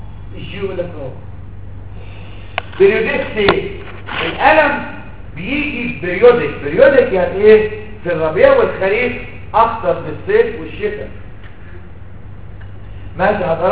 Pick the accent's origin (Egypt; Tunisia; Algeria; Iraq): Egypt; انا عن نفسي كده برضه بسميه كده ما انا مصري زيك